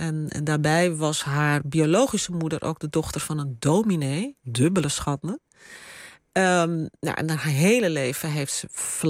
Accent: Amsterdam, North Holland, Netherlands; Er waren zelfs niet in Amsterdam waar ik ben opgegroeid.

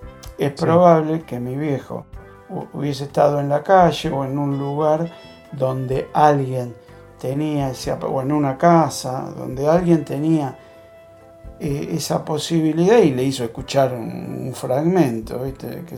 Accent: Gerli, Buenos Aires Province, Argentina; Si pregunta si dice que es Herley, ya sabe que soy de Herley.

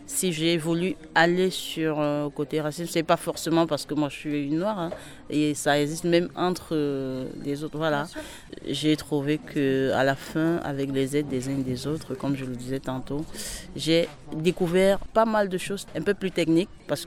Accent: Tours, Centre-Val de Loire, France; Je viens de Tours, Lannes-sur-Amboise

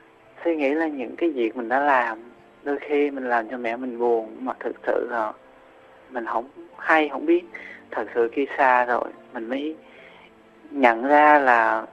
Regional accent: Sóc Trăng, Vietnam; now in Tây Ninh, Vietnam; Quê em ở tỉnh Sóc Trăng.

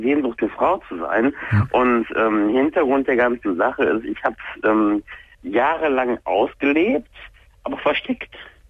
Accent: Düsseldorf, North Rhine-Westphalia, Germany; Ich komme aus der Nähe von dem anderen Ort von Köln, der große Parkplatz von Köln.

